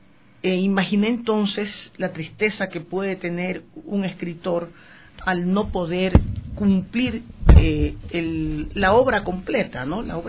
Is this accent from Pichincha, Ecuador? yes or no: yes; Quito, Pichincha, Ecuador; Yo soy quiteña, yo nací aquí, pero las circunstancias mías, mi madre ibarreña, mi padre pueblovejense y yo nacida en Quito, me hacen sentir que soy amarillo, azul y rojo.